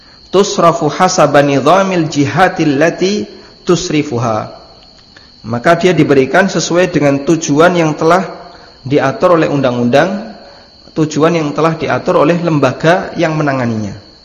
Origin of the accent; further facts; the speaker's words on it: Lamongan, East Java, Indonesia; Saya tidak menjumpainya di daerah Lamongan, ya, tempat asal saya. Makanya di sana ketika takziah itu tidak disediakan kotak infak atau kotak amplop. Tidak seperti di sini, kalau di sini kan disediakan kotak seperti itu.